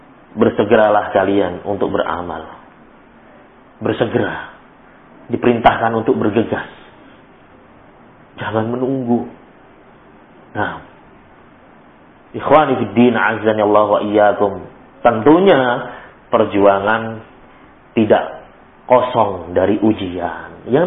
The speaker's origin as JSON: {"language": "Indonesian", "town": "Palembang", "region": "South Sumatra", "country": "Indonesia", "said": "atau merajuk kalau dalam bahasa kita orang Palembang"}